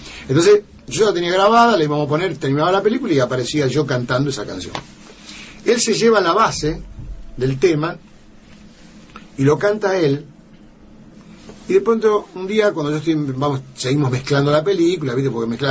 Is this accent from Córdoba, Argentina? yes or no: no; Cañada, Santa Fe, Argentina; now in Buenos Aires, Argentina; Yo tenía mi grupo de rock en mi pueblo, en Cañada, pero cuando fui a Buenos Aires fui solista